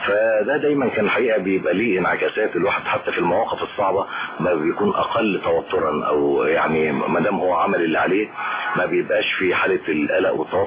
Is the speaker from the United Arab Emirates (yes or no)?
no; Cairo, Cairo Governorate, Egypt; أنا نشأت في القاهرة في منطقة اسمها الحلمية الجديدة، وهي منطقة يعني جزء كبير منها شعبي